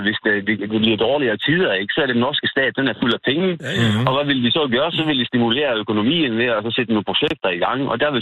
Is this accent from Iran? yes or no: no; Norway; Ja, jeg er selv nordmand, ja.